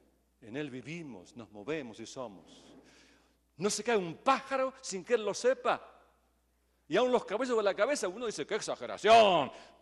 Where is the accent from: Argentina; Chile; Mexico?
Argentina; now in Guatemala; En vez de ser guatemalteco, soy argentino, pero no tengo la culpa, que yo nací allá